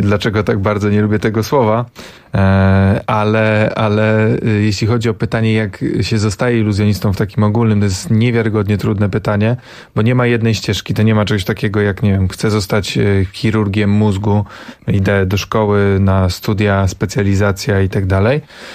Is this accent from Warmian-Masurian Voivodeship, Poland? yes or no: yes; Węgorzewo, Warmian-Masurian Voivodeship, Poland; also born or lived in Tricity; Ja jestem z małej miejscowości na Mazurach, z Węgorzewa, dumny. Potem mieszkałem w Trójmieście i nie jestem ani z bogatej rodziny